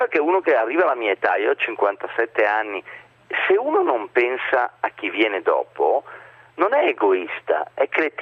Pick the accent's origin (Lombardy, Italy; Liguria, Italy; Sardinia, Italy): Lombardy, Italy; Crema; born there; also born or lived in United States / United Kingdom / Russia; Io sono un provinciale internazionale, mi piace questa definizione, mi piace molto. Io sono nato a Crema, vivo a Crema, però è vero che lavoro a Milano e che ho vissuto in America, in Inghilterra, in Russia, in altri posti.